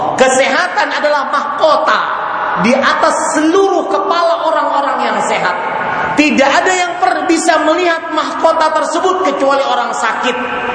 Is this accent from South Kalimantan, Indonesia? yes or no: yes; Banjarmasin, South Kalimantan, Indonesia; Di Banjarmasin di kota saya, karena di sana banyak bos batu bara, itu rumah tinggal 5 tingkat.